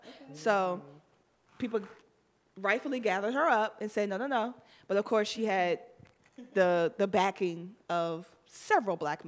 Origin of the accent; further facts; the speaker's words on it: Miami, Florida, United States; I'm from Miami.